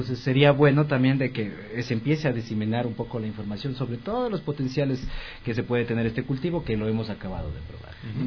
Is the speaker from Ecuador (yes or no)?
yes; Ecuador; Porque la idea nuestra como fundación también y como ecuatorianos es de que estas nuevas políticas que se estén diseñando ahora en la actualidad sean inclusivas